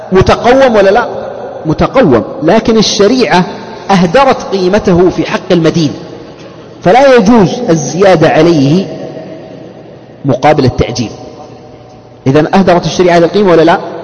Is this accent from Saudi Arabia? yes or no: yes; Saudi Arabia; لأن الطاقة الشمسية عندنا في السعودية هنا لم تنتشر انتشارا كبيرا